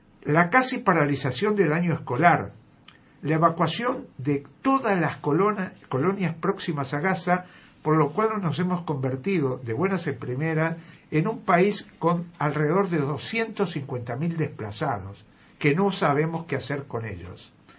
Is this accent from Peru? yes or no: no; Argentina; Sí, nos ha dolido realmente como argentinos.